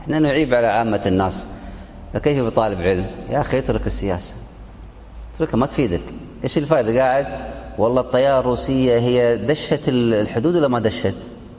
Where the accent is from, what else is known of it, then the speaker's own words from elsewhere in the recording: Kuwait; عندنا في الكويت صلاة الفجر